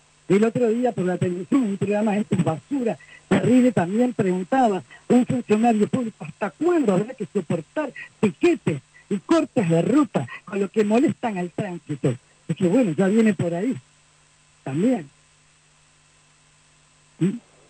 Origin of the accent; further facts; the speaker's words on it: Argentina; now in Cuba; Soy argentina, vivo en Cuba desde el año 94